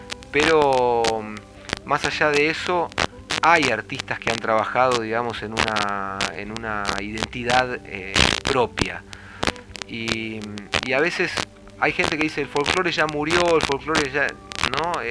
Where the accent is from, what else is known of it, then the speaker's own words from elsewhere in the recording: Buenos Aires, Argentina; born there; como yo nací en la ciudad, nací en Buenos Aires, y no nací en un ambiente criollo.